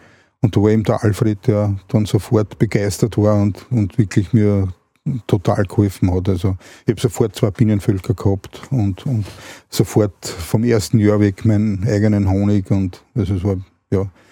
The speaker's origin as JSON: {"language": "German", "region": "Vienna", "country": "Austria", "said": "dass wir aufs Land gezogen sind, also ich komme ursprünglich aus Wien, sind dann aufs Land gezogen"}